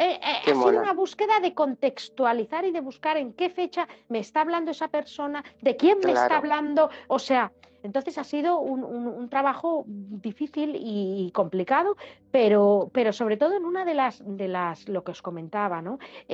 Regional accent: Germany; yo soy alemana, tengo un apellido un poco complicado

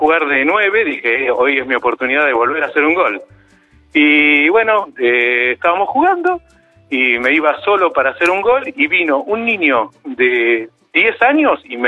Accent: Necochea, Buenos Aires Province, Argentina; yo soy de Necochea.

